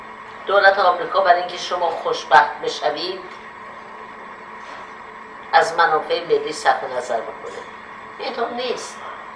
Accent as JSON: {"language": "Persian", "country": "Iran", "moved": "as an adult", "said": "ایران وطن ماست، ریشه ما در ایرانه."}